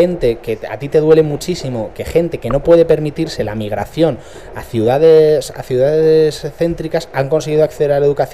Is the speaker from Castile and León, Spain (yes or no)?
no; Community of Madrid, Spain; En mi pueblo de Madrid tengo dos universidades privadas.